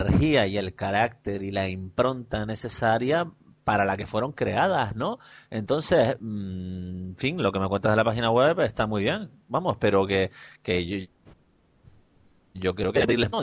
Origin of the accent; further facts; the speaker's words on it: Canary Islands, Spain; por hablar como lo que somos, como gente que somos de Canarias